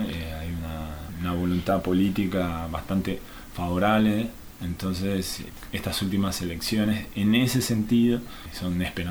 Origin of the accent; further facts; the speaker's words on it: Brazil; es difícil hablar porque yo en realidad soy brasilero, pero bueno, me siento muy argentino también